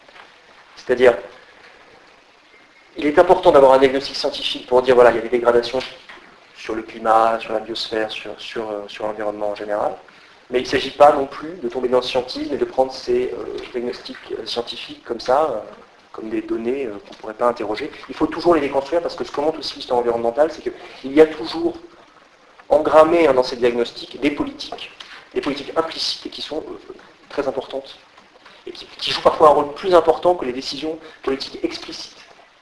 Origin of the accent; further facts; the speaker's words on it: France; je suis français